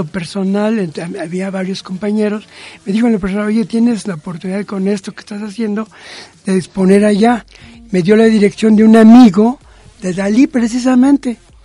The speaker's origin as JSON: {"language": "Spanish", "region": "Chihuahua", "country": "Mexico", "tie": "born there", "said": "Así en Chihuahua."}